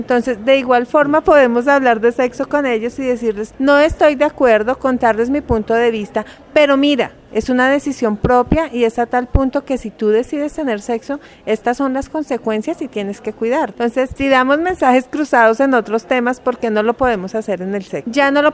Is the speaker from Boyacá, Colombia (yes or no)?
yes; Boyacá, Colombia; now in Bogotá, Colombia; Yo soy boyacense, pues vivo en Bogotá, pero soy boyacense y por mi región se consume mucho el maíz.